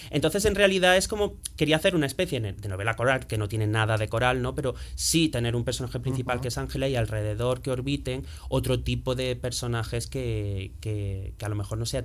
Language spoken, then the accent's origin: Spanish; Andalusia, Spain; yo soy de Andalucía, o sea, ya ahí, si el folclore en España es fuerte, el folclore religioso en Andalucía más. Soy de un pueblo, me crié en los 90